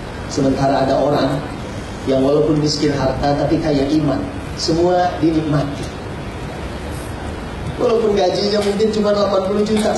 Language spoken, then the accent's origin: Indonesian; Bogor, West Java, Indonesia; saya memang orang Bogor, tapi saya gak dagang soto